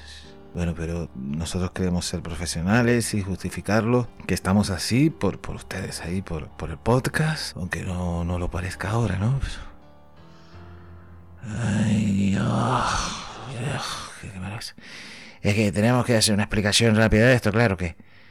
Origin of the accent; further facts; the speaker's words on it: Canary Islands, Spain; accent: Canarian; puedo decir que soy de Canarias, ¿no? Ya mi acento me delata